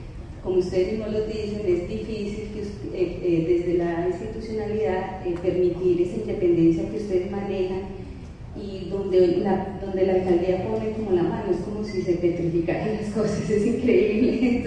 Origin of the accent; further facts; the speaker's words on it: Medellín, Antioquia, Colombia; vengo de Medellín